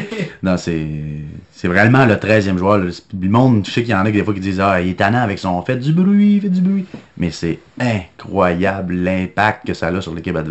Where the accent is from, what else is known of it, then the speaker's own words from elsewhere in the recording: Saint-Victor, Quebec, Canada; Oui, je viens du beau petit village de Saint-Victor-le-Beauce.